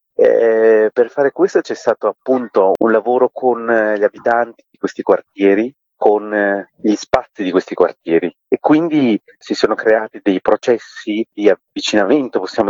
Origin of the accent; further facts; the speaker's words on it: Sri Lanka; Italian is a second language; Io vengo dallo Sri Lanka, per me già la lingua italiana è una lingua che ho imparato